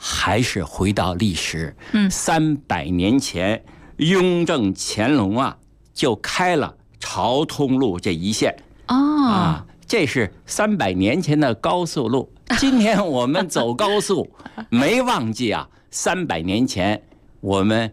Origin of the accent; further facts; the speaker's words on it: Beijing, China; 对我们北京人，对我们中国人